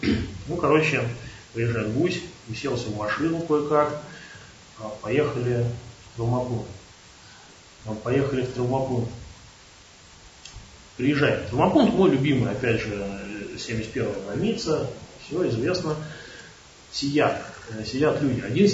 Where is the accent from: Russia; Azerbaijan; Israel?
Russia; Ryazan, Ryazan Oblast; он говорит, ну что, ты откуда? Я вот из Рязани.